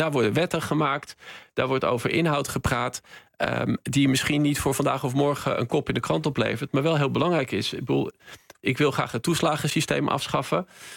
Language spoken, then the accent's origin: Dutch; North Holland, Netherlands; Ja, ik ben opgegroeid in West-Friesland.